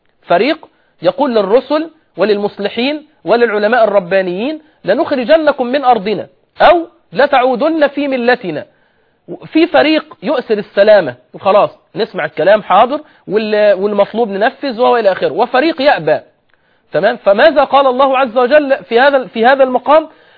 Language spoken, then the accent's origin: Arabic; Egypt; يعني مثلا احنا عندنا في مصر أغلب الفتيات غير منتقبات